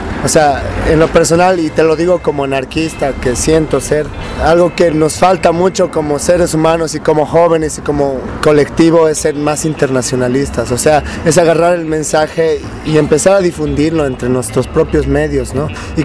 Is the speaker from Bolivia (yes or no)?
yes; Bolivia; nosotros, Bolivia, como bolivianos, hermanos, somos un medio muy pequeño, somos pocos.